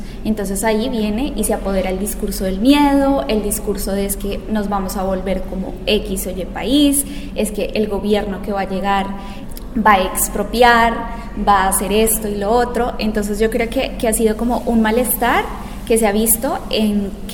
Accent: Boyacá, Colombia; en el departamento de Boyacá, de donde yo soy. Soy hija de un campesino

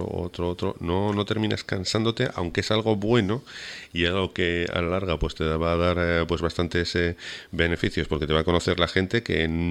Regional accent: Huesca, Aragon, Spain; now in Canary Islands, Spain; Yo soy de Huesca concretamente, aunque vivo en Canarias

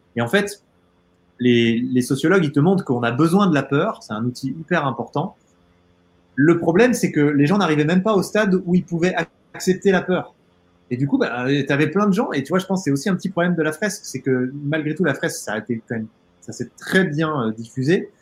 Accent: Auvergne-Rhône-Alpes, France; Enfin moi, j'ai grandi dans le Haut-Bugey, j'y suis là, chez mes parents, au milieu de la nature.

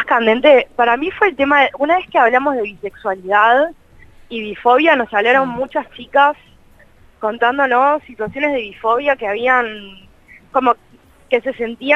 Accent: Buenos Aires, Argentina; soy periodista, soy de Capital Federal.

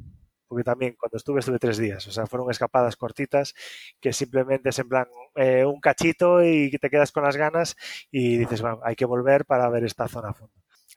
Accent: Galicia, Spain; y ahora otro en Galicia, que es de donde soy yo.

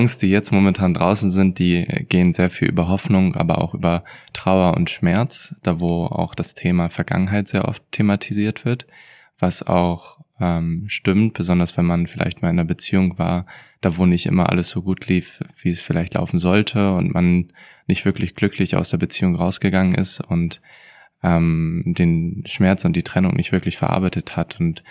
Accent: Hamburg, Germany; Ich komme aus Hamburg.

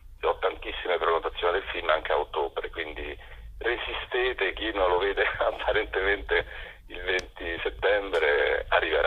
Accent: Rome, Lazio, Italy; Lo dico da romano

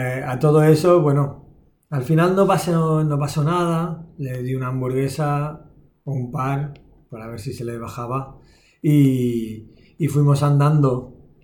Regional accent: Barcelona, Catalonia, Spain; Vengo de Barcelona, estamos acostumbrados a cenar tarde, a las 9, a las 10.

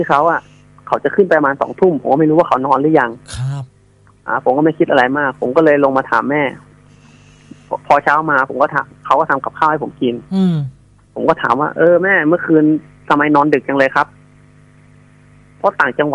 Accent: Bangkok, Thailand; ผมไม่ใช่คนแถวนั้นผมเป็นคนกรุงเทพ

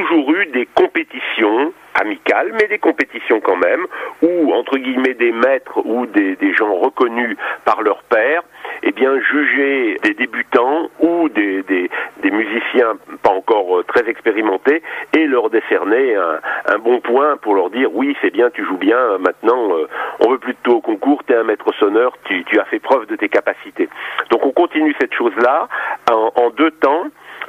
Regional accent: Nancy, Grand Est, France; Quand on vient de Nancy, c'est loin, donc autant amortir le voyage

